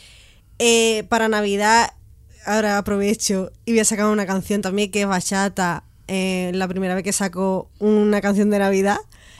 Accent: Puerto Real, Andalusia, Spain; el 8 de diciembre en Puerto Real, en mi pueblo, en Cádiz

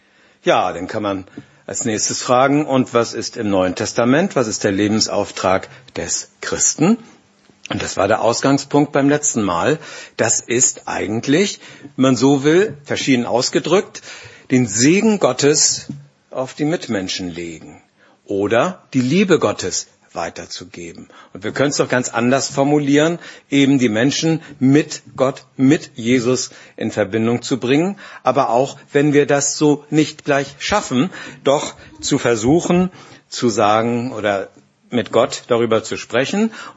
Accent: Glinde, Schleswig-Holstein, Germany; Ich komme aus Glinn. Bei uns steht auf dem Ortsschild auch Glinde und darunter Glinn.

